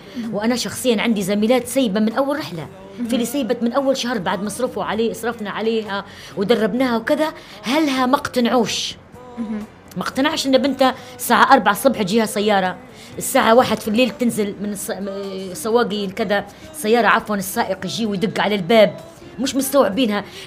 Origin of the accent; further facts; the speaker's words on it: Benghazi, Libya; مولودة في بنغازي وبنت بنغازي